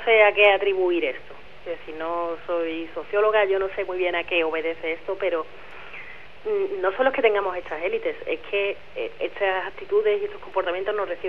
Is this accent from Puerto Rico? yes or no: no; Spain; no somos pocos los españoles que estamos pensando que quizá lo mejor que nos pueda ocurrir es que nos intervengan